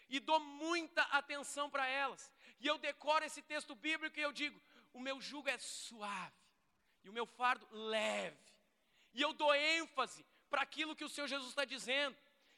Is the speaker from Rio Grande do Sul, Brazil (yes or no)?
yes; Canoas, Rio Grande do Sul, Brazil; Eu fui criado aqui em Canoas